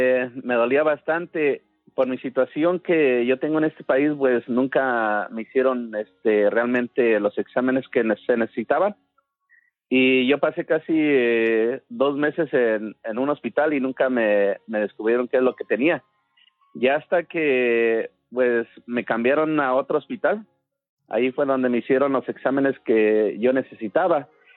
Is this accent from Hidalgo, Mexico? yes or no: yes; Santa Ana, Hidalgo, Mexico; Yo soy del estado de Hidalgo, soy de un pueblo que se llama Santa Ana.